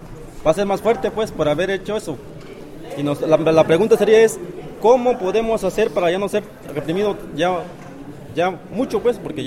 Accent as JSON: {"language": "Spanish", "town": "Pinotepa Nacional", "region": "Oaxaca", "country": "Mexico", "said": "yo vengo de Pinotepa Nacional, en el estado de Oaxaca."}